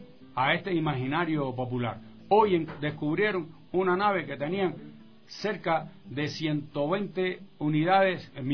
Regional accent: Cuba; now in Ecuador; Somos humanos, somos cubanos

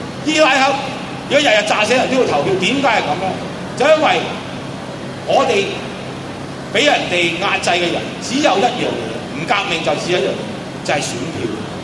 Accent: China; 我哋中國人俾自己嘅軍隊殺嗰日

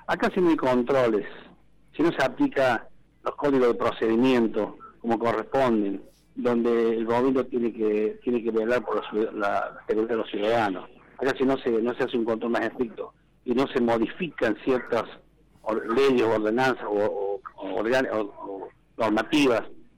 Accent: Villa Dolores, Córdoba, Argentina; soy de Villa Dolores, evidentemente, que Villa Dolores, ahí nací, crecí, mi padre tenía 16 hermanos, y la familia mía es grande

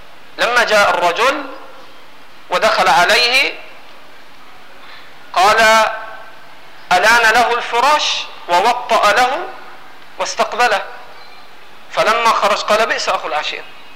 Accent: Egypt; سامحوني أنا مصري برضه

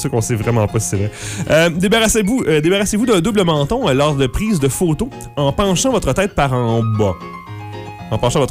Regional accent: France; Ah ben, je suis français. Je suis français.

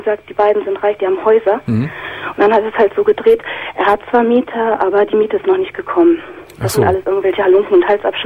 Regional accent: Northern Germany, Germany; Also ich komme aus Norddeutschland

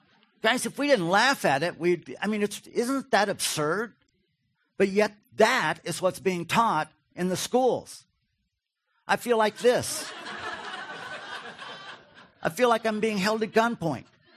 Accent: Wofford, Kentucky, United States; Wofford, Kentucky. Anybody familiar with Wofford? If you are, you're weird. I grew up in Wofford, Kentucky. Population 400.

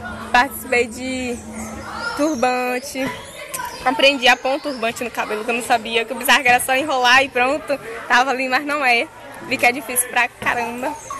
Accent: Pau-Brasil, Bahia, Brazil; vim de Pau-Brasil e faço parte do MNU, Movimento Negro Unificado.

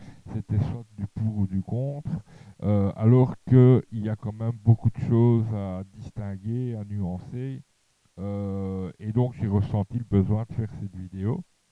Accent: Charleroi, Wallonia, Belgium; étant à Mons, je rentrais quand même régulièrement dans ma ville natale, c'est-à-dire Charleroi

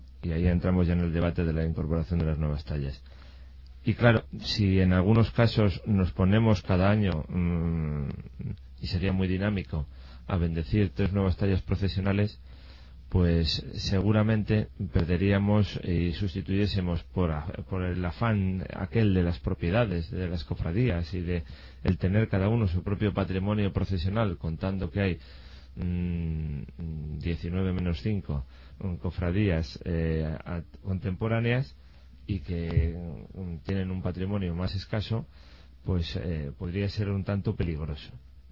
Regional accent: Valladolid, Castile and León, Spain; los que somos vallisoletanos, yo creo que es la mejor expresión de Valladolid, la Semana Santa.

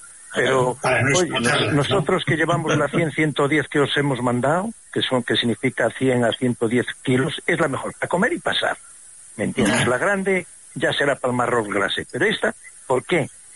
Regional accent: Castile and León, Spain; Yo soy de la Tebaida Berciana y le llamamos rapona a la misma castaña, a la pared.

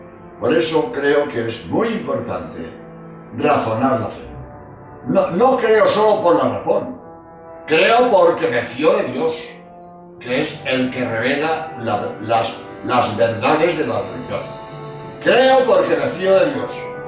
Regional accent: Spain; soy jesuita español

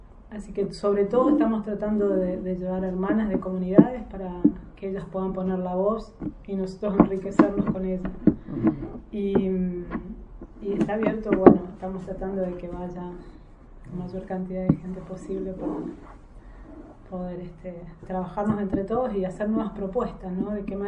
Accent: Esquel, Chubut, Argentina; born there; nací en Esquel, en Chubut. Tengo un apellido mapuche y después fui adoptada por una familia francesa.

